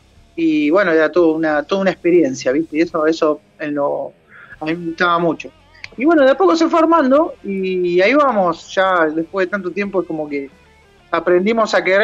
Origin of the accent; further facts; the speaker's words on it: La Plata, Buenos Aires Province, Argentina; Somos 3 platenses que calculo que nos vamos a morir acá también, así que sí.